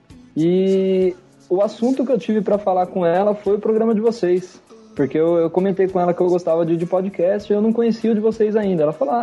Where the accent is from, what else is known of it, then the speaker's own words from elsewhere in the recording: Osasco, São Paulo, Brazil; Sou de Osasco, São Paulo.